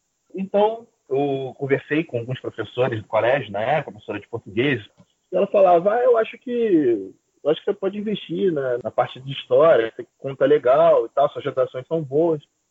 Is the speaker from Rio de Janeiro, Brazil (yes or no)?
yes; Rio de Janeiro, Brazil; sou carioca, como alguns vão perceber aí ao longo do podcast, né, pelo sotaque.